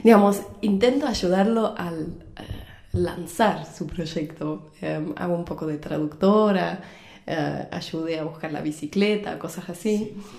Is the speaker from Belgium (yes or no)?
yes; Belgium; accent: Argentine; Yo soy belga, pero tengo un corazón medio argentino